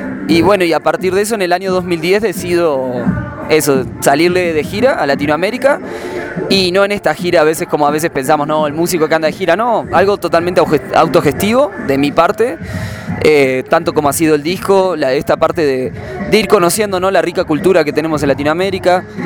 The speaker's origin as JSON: {"language": "Spanish", "country": "Uruguay", "tie": "born or raised there", "said": "en Uruguay, que de donde soy oriundo, nacido."}